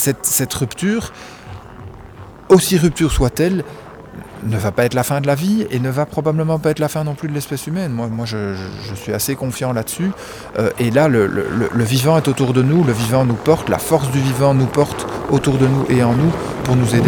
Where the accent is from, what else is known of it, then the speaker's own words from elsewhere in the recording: Belgium; je suis belge en plus